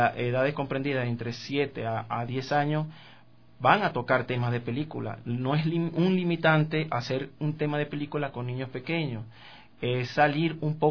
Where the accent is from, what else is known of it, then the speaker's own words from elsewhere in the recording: Venezuela; Y mis inicios, bueno, fueron en Venezuela. Yo soy venezolano.